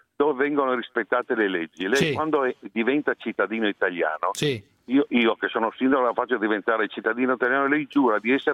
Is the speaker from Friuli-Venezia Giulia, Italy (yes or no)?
yes; Friuli-Venezia Giulia, Italy; Da buon friulano ti dico questo.